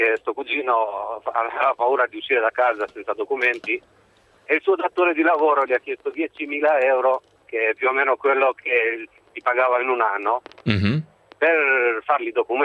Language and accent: Italian; Albania; now in Italy; Sono albanese.